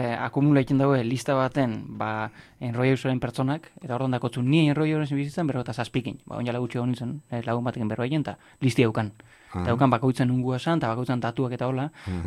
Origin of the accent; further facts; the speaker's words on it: Oñati, Basque Country, Spain; ni jaiotzez naiz Gipuzkoa muturrekoa moan, oza, estremokoa, ja beste galdien araba dau, oinatiko naizelako.